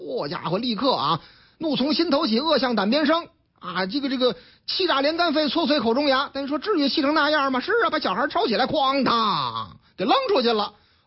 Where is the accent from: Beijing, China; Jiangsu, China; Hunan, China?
Beijing, China; 这在我们老家边上啊！这是北京晨报的报道，这事情我在现场啊！龙潭湖公园东门附近的护城河里头淹死一位